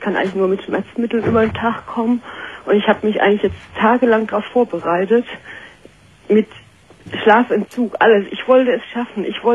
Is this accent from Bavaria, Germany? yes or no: no; Heidelberg, Baden-Württemberg, Germany; now in Kiel, Germany; Ich komme aus Heidelberg ursprünglich, habe meinen jetzigen Mann in der Kur kennengelernt und bin dann hier hoch nach Kiel gezogen.